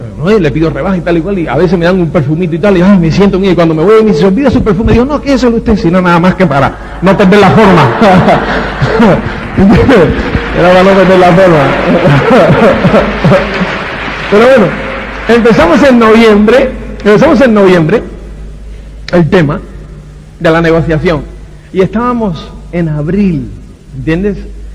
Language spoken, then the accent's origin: Spanish; Cuba; Soy cubano, entonces pues yo no sé